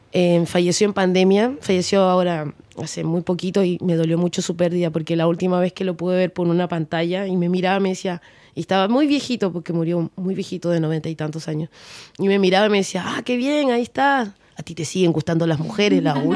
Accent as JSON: {"language": "Spanish", "country": "Peru", "moved": "as an adult", "lives_now": "Chile", "said": "tengo 39 años, y de mi vida yo me vine a los 19. Tengo un año más aquí viviendo en Chile. O sea, yo soy mitad chilena, mitad peruana. Tengo una esencia y unos valores bien peruanos"}